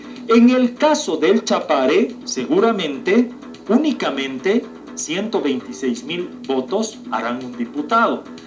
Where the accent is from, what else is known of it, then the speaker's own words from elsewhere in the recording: Bolivia; Yo, como ciudadano boliviano, mi voto vale